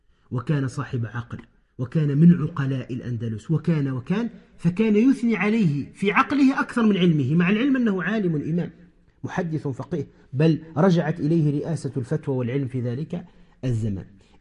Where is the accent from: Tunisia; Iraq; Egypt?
Tunisia; كما يقال عندنا في تونس فرفوط أو فرطوط خفيف